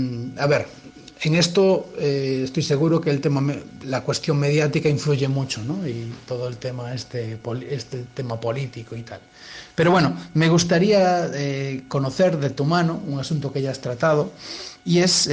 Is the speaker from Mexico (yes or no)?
no; Galicia, Spain; En mi tierra, en Galicia, siempre hubo una cierta resistencia al centralismo